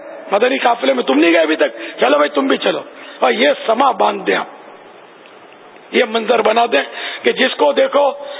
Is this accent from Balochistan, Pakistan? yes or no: no; Karachi, Sindh, Pakistan; born there; تو سر میں باب المدینہ میں پیدا ہوا ہوں،